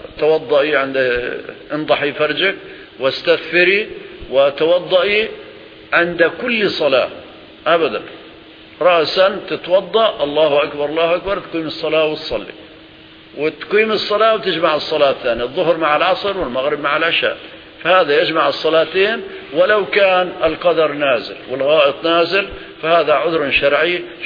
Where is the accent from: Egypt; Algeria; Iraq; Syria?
Syria; Aleppo, Aleppo Governorate; فمثلا القبور عندنا في سوريا خاصة في حلب يكلف مبلغ ضخم